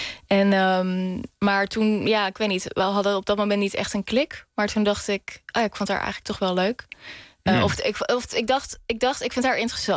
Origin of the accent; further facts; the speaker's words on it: The Hague, South Holland, Netherlands; Ik kom uit Den Haag, zij komt uit Leiden, heel lief. Dus we hebben allebei een beetje die R. Dat is eigenlijk een regionale R.